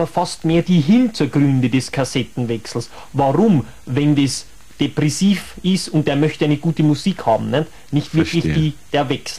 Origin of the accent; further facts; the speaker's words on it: Ottobrunn, Bavaria, Germany; Ich komme direkt aus Ottobrunn. Das ist ungefähr 20 Kilometer vor München.